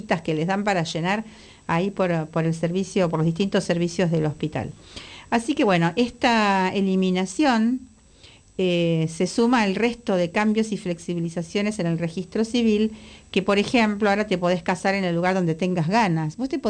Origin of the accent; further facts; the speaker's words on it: Galicia, Spain; yo digo gallego, pero es con todo cariño por mi tierra, de mi familia.